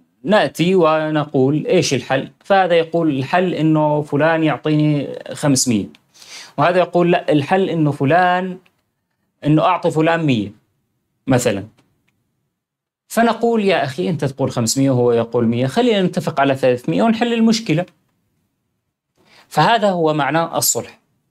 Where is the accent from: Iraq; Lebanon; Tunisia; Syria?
Syria; now in Europe; كان عندنا بسوريا هذا شيء صعب جدا